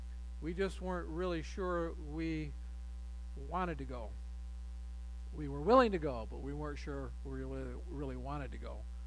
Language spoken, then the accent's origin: English; Michigan, United States; We have a great marriage. We are both from Michigan.